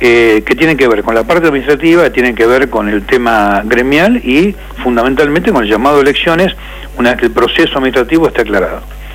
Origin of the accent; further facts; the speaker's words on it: Avellaneda, Buenos Aires Province, Argentina; Yo soy del centro de Avellaneda